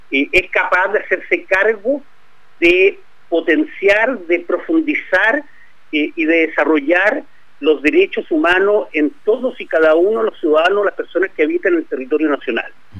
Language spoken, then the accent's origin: Spanish; Chile; Hoy día somos testigos los chilenos de cómo este Estado